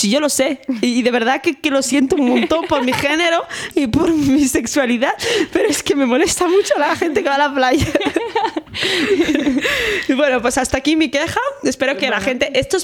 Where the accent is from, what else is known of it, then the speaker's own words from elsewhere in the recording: Valladolid, Castile and León, Spain; also born or lived in Sahara; yo soy de Valladolid. Entonces, bueno, soy del Sahara, pero criada en Valladolid.